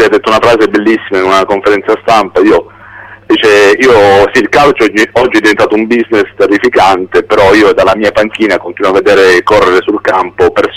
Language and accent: Italian; Bari, Apulia, Italy; Io barese partivo e mi immergevo nel catino incandescente